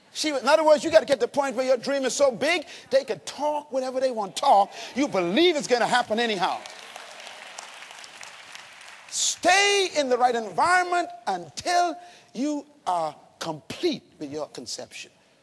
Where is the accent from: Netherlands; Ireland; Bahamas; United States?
Bahamas; Bains Town; Growing up in Baines Town, the worst thing that could happen to anyone was to have their daughter pregnant.